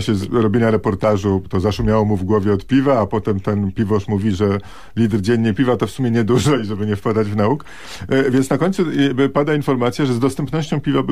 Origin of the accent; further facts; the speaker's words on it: Warsaw, Masovian Voivodeship, Poland; moje dzieciństwo upłynęło na warszawskiej Woli no troszkę później niż pańskiej, nie da się ukryć.